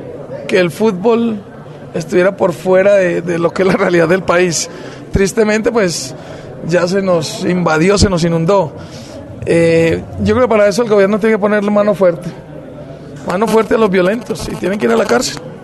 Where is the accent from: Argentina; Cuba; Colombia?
Colombia; somos todos los colombianos los que tenemos que hacer la paz.